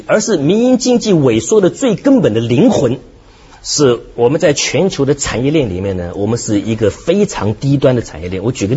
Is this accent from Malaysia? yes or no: no; Hong Kong; 虽然我们香港人只炒楼炒股